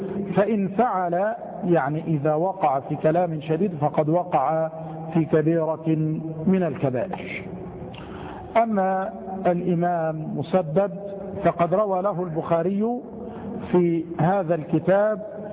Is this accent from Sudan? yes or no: no; Egypt; وهي الكلمة الدارجة التي سهلت في لهجتنا نحن المصريين